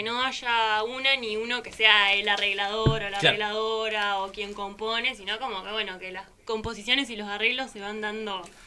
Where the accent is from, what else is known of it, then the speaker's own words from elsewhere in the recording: Chubut, Argentina; Somos los tres de Chubut, del sur.